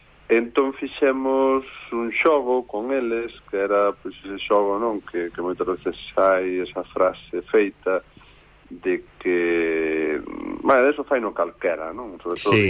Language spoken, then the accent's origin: Galician; Celanova, Galicia, Spain; Eu crieime ali en Celanova